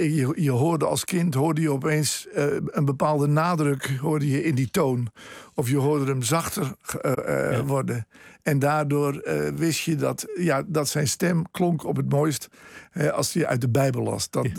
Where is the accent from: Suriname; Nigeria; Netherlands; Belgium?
Netherlands; Westernieland, Groningen; born there; En dat ligt op 15 kilometer van Westernieland, waar ik geboren ben.